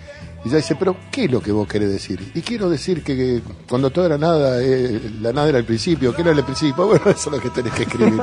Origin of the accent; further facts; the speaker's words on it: Río Cuarto, Córdoba, Argentina; born there; A pesar de que yo soy nacido en Río Cuarto, por ejemplo. Bueno, quiero también a Río Cuarto, mi Córdoba natal.